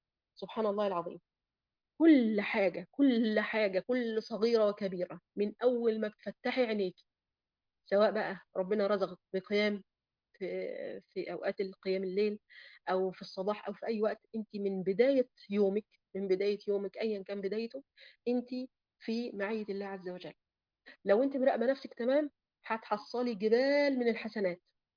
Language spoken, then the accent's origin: Arabic; Egypt; طيب دلوقتي في ضيق المعيشه في عندنا في مصر مثلا